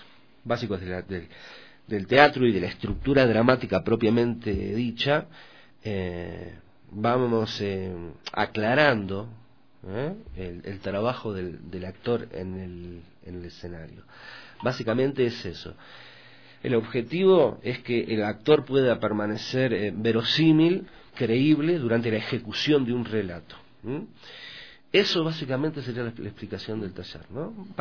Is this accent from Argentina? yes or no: yes; Argentina; Yo vengo de Argentina y comemos mucha carne, ¿no?